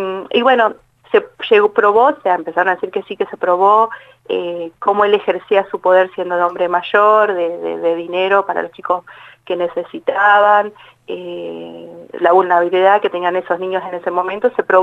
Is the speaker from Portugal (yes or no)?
no; Buenos Aires, Argentina; Yo soy de Buenos Aires, hace 3 años que vivo acá